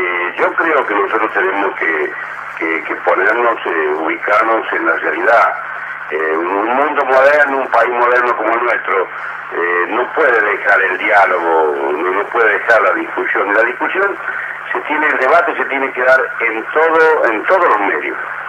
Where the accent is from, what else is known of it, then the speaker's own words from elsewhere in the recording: Argentina; No soy el argentino ni pesimista ni optimista.